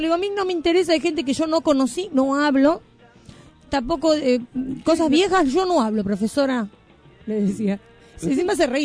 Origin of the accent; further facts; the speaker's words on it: Buenos Aires, Argentina; En Navarro fue. Eso lo sé porque es cerca de mi pueblo.